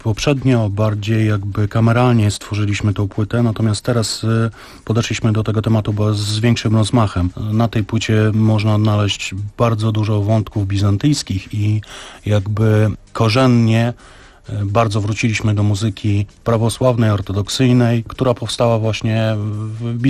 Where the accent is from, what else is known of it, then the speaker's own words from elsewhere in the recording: Białystok, Podlaskie Voivodeship, Poland; pochodzimy z Białegostoku i z Podlasia. No jest tam bardzo duża rzesza wyznawców prawosławia.